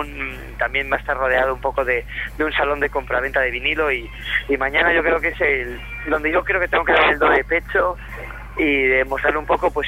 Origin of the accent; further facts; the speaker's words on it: Gijón, Asturias, Spain; yo que soy un poco de pueblo. Hazte cuenta que yo soy de Gijón, que vivo en una ciudad de 300.000 habitantes.